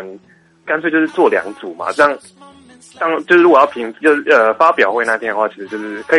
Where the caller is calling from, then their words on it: Taichung, Taiwan; 我是台中的